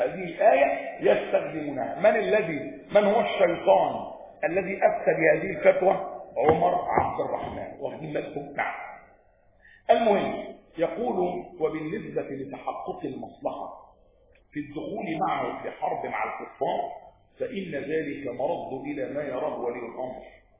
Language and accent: Arabic; Egypt; بيت المقدس بقى عندنا في مصر